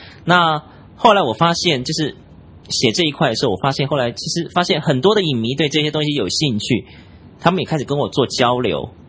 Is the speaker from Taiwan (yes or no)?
yes; Taiwan; 我来自台湾。